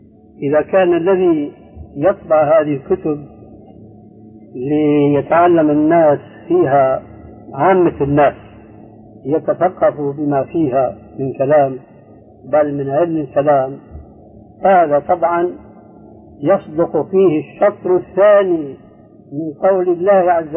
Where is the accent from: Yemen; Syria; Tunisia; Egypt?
Syria; كما يقول عندنا في الشام قشرة بصل